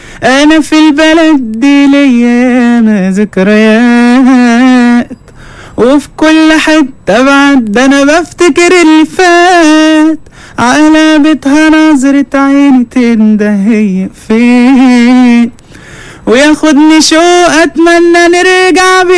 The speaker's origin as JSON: {"language": "Arabic", "town": "Khusus", "region": "Qalyubia", "country": "Egypt", "said": "من الخصوص."}